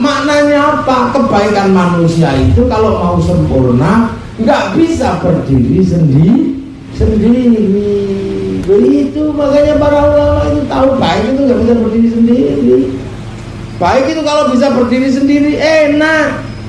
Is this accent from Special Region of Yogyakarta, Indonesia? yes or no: yes; Yogyakarta, Special Region of Yogyakarta, Indonesia; Saya orang Jogja paham sekali di sana.